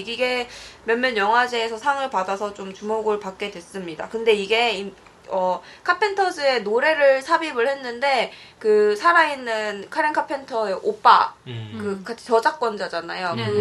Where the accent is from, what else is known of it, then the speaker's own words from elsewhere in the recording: Los Angeles, California, United States; 캘리포니아 LA 출신이에요, LA 출신. LA.